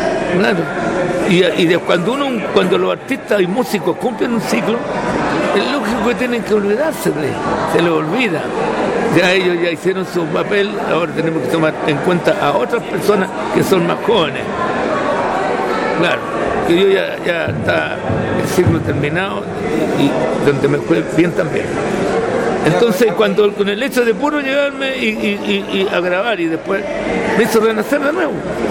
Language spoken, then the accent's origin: Spanish; Valparaíso, Chile; No, yo soy porteño, entonces yo las primeras cuecas, estas cuecas que están cantando ahora, yo las aprendí en el año 53.